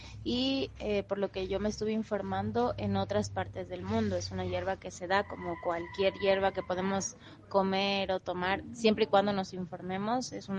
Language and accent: Spanish; San Cristóbal de las Casas, Chiapas, Mexico; soy originaria de San Cristóbal de las Casas, Chiapas, donde mi familia es de un pueblo cercano y otra mitad de Ciudad de México.